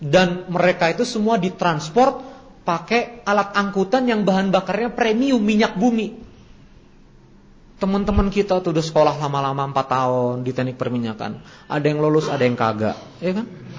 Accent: South Kalimantan, Indonesia; Wah, apalagi saya orang Banjar tuh. Kalau gak asin repot.

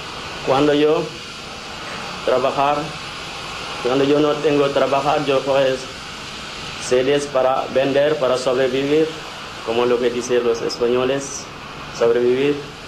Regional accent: Senegal; Spanish is a second language; moved away as an adult; now in Spain; soy de Senegal. Vine aquí para buscar trabajo

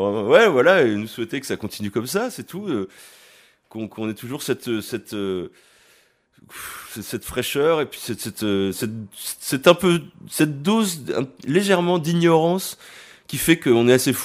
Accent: Issoudun, Centre-Val de Loire, France; nous on vient d'Issoudun dans le Berry, on peut faire de la musique

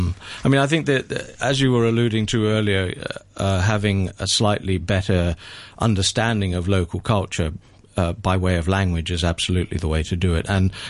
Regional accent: Hong Kong; born or raised there

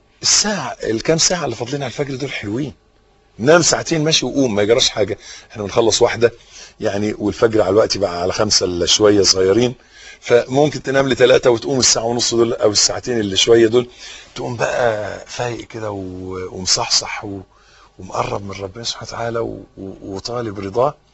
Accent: Egypt; حتة الأرض اللي إحنا واقفين عليها دي بلدنا مصر

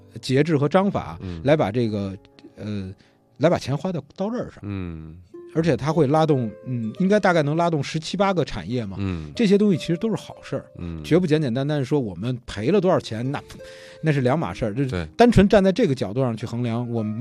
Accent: Beijing, China; 你说我们作为土生土长的北京孩子吧，我们当年都是这老男孩，

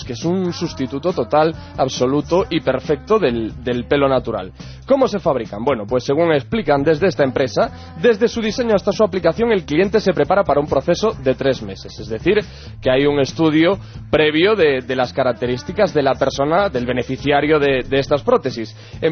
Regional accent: Galicia, Spain; Yo las entiendo perfectamente porque, claro, yo soy gallego.

